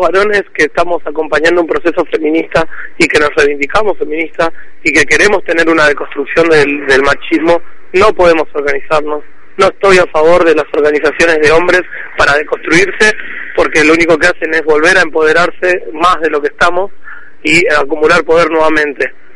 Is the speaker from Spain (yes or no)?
no; La Plata, Buenos Aires Province, Argentina; yo soy de acá de La Plata, de provincia de Buenos Aires.